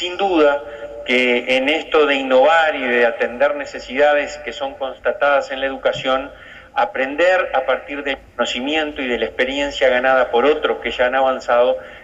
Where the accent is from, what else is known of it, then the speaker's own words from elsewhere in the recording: Tacuarembó, Uruguay; como decimos en mi pueblo, en Tacuarembó, yo soy del interior, al mal tiempo, buena cara.